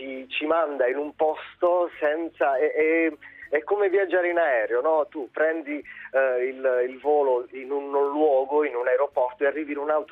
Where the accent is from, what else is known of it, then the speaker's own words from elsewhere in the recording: Amatrice, Lazio, Italy; l'ultima tappa è stata proprio ad Amatrice, ecco, ritornare nella mia terra e vedere una ferita del genere